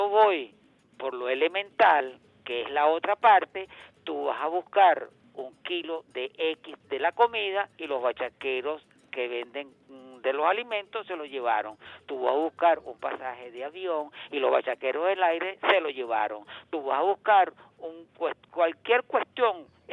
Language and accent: Spanish; Venezuela; como persona de este país, como venezolano que soy